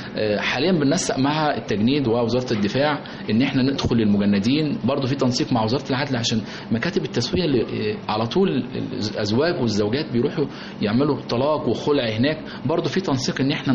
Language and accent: Arabic; Egypt; لأن احنا كمجتمع مصري مجتمع بيمتاز بالروابط الأسرية